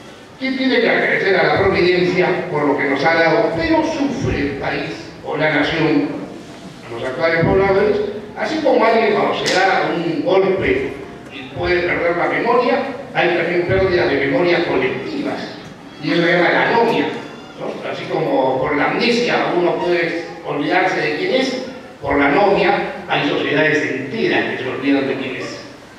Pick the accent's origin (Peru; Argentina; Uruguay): Peru; Soy un producto peruano, con elementos que se han ido fusionando.